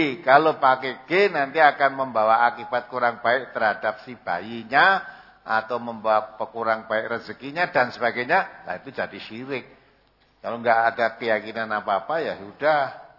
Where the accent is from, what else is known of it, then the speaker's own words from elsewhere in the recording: Sumatra, Indonesia; Aku wong Sumatera